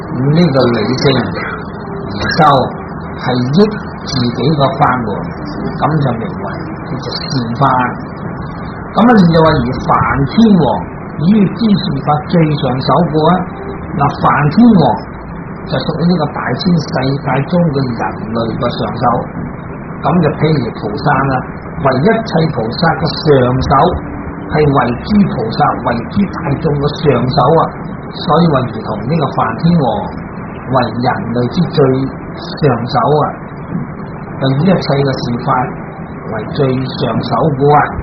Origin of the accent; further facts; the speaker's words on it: China; 就好似我哋中国人啦，咁啊过呢个中国年